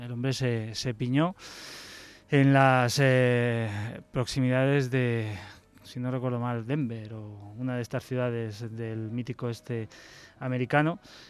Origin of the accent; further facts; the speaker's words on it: Spain; pues porque somos españoles